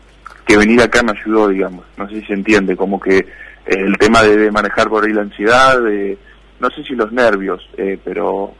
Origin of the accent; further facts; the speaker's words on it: Argentina; now in Spain; yo como argentino quiero que se solucione y que le vaya bien a todos